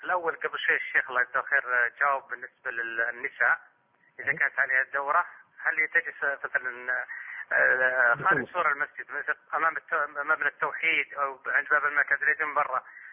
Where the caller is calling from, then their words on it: Riyadh, Riyadh Province, Saudi Arabia; جماعة عندنا في الرياض أمطار قوية